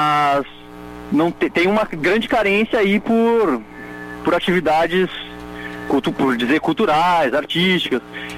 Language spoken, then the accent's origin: Portuguese; Sinop, Mato Grosso, Brazil; Eu sou de Sinop, no Mato Grosso.